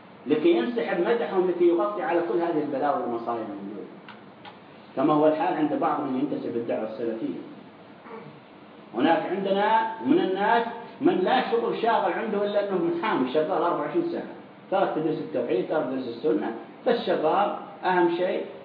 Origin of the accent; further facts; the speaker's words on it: Saudi Arabia; والإخوان المسلمين الخونة عندنا في السعودية يذهبون إلى هذه الدول